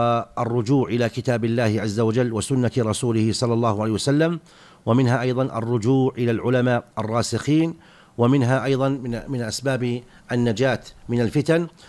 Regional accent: Saudi Arabia; نحن بحمد الله في هذه البلاد، بلادنا المملكة العربية السعودية

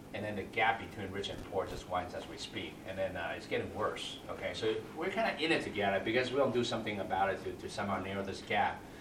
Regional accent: California, United States; Like, I'm from California, okay, Northern California.

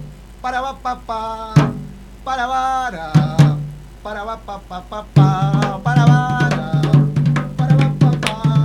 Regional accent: Argentina; Como argentino, me siento como un traidor al sentimiento nacional patrio.

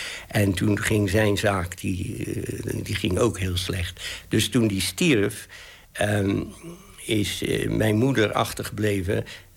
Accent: Netherlands; En dus ik ben helemaal opgevoed als een Nederlander, eigenlijk. Hoewel we hadden Engelse nationaliteit.

